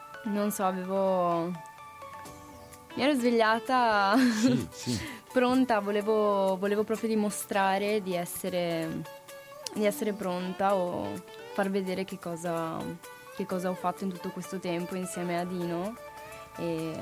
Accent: Casale sul Sile, Veneto, Italy; ho 17 anni e vengo da Casale sul Sile in provincia di Treviso.

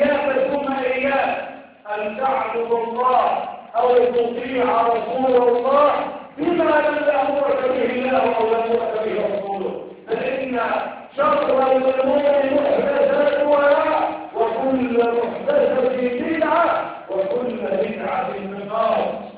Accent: Egypt; اللهم اجعل بلدنا مصر بلد امن وامان

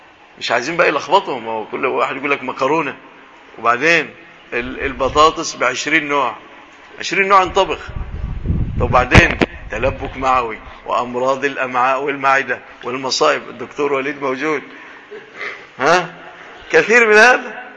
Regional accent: Egypt; في بلادنا مصر هذا موجود

